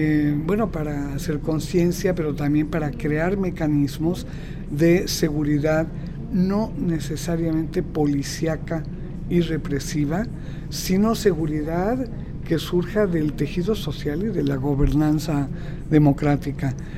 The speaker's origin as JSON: {"language": "Spanish", "country": "Mexico", "said": "las policías todas corruptas, no responden a una policía capaz de garantizar, policía preventiva, quiero decir, ¿no?, seguridad a la gente, y es verdaderamente dramático. En México nos levantamos todos los días contando cuántos"}